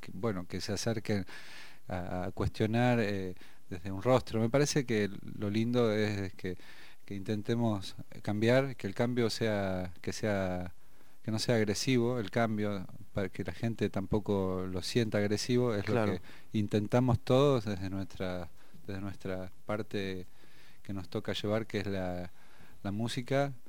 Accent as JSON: {"language": "Spanish", "town": "General Roca", "region": "Río Negro", "country": "Argentina", "tie": "born there", "said": "Yo soy originario, descendiente de Mapuche, y la ciudad donde nací es General Roca."}